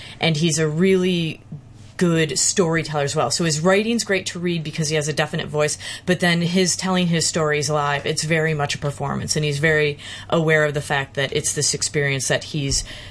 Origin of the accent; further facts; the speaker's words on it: Chicago, Illinois, United States; I first encountered David Sedaris' work growing up in Chicago.